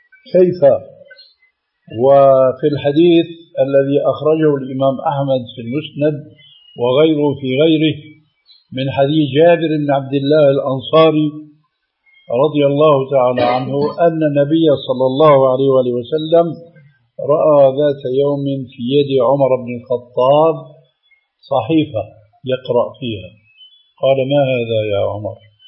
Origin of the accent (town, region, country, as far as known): Syria